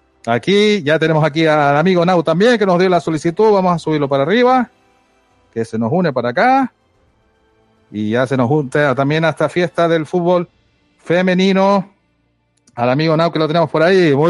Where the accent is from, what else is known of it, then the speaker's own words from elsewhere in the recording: Canary Islands, Spain; soy de Tenerife, de Canarias